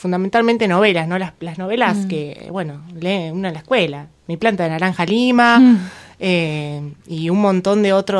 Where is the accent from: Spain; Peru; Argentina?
Argentina; General Roca, Río Negro; yo soy de Fisquemenuco